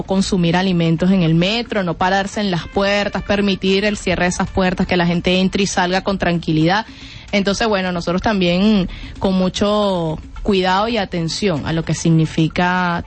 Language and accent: Spanish; Caracas, Capital District, Venezuela; cuando era niña, aquí también en Caracas bastante, que bailábamos Guayana es, Guayana es, me encanta.